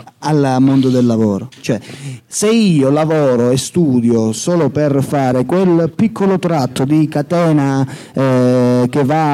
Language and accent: Italian; Santa Severina, Calabria, Italy; Cioè io a Santa Severina, il mio paese, non è che veda più di 500 persone